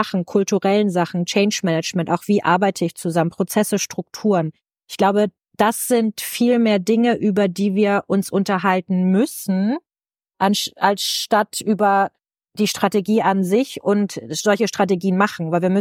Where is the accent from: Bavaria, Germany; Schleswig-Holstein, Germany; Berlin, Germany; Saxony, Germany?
Schleswig-Holstein, Germany; Soll ich dir mal als Schleswig-Holsteinerin von tollen Leuchtturmprojekten erzählen?